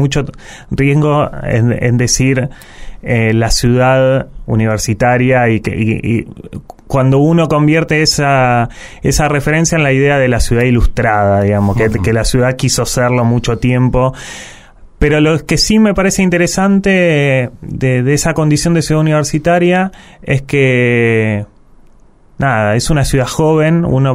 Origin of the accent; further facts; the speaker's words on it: La Plata, Buenos Aires Province, Argentina; also born or lived in Quilmes; Yo y un hermano, otro, los dos hijos menores de ese matrimonio, nacimos en Quilmes, pero al pasada la dictadura y al cabo de un tiempo las familias, los abuelos viejos tiraban, el laburo tiraba y demás, y volvimos a La Plata.